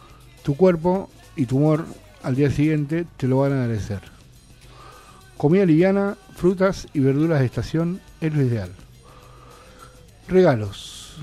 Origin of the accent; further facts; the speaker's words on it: Argentina; ojalá que como argentinos dejemos de pelearnos entre nosotros